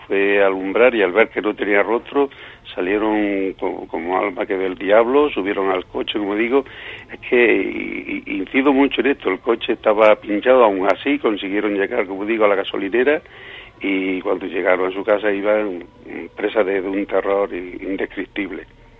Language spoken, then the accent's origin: Spanish; Villanueva del Duque, Andalusia, Spain; muy cerca de mi pueblo, de Villanueva del Duque.